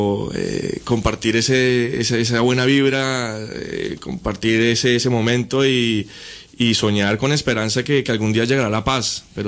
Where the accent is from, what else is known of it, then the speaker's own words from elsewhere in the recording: Bogotá, Bogotá Capital District, Colombia; moved away as an adult; now in Barcelona, Spain; Bueno, yo llegué hace ya casi 5 años acá a Barcelona. Vengo desde Bogotá.